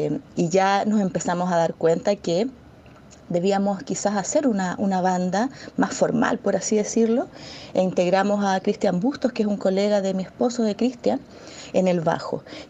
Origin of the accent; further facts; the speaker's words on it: Magallanes, Chile; Yo por mi parte trabajé en algunos proyectos en Punta Arenas, yo soy magallánica.